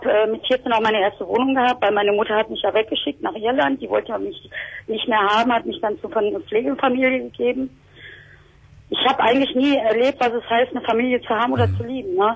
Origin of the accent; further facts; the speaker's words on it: Essen, North Rhine-Westphalia, Germany; Also ich komme ja aus Essen